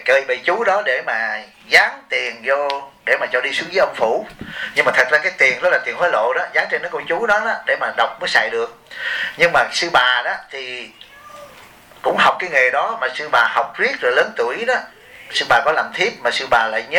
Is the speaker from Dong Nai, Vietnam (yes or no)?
yes; Bien Hoa, Dong Nai, Vietnam; tôi cũng là dân Biên Hòa